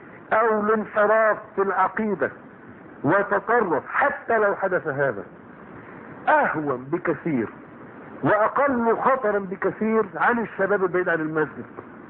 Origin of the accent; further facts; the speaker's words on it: Egypt; فتيات الان عندنا في مصر